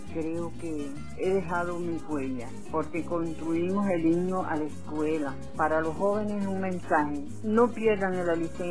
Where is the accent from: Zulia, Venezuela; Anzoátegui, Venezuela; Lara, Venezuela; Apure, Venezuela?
Anzoátegui, Venezuela; Barcelona; born there; nací aquí en Barcelona, en el estado de Anzoátegui.